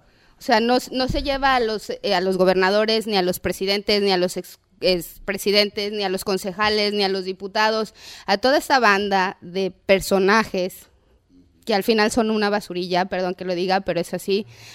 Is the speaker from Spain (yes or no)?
no; Mexico; Yo soy mexicana y me da mucha pena decir esto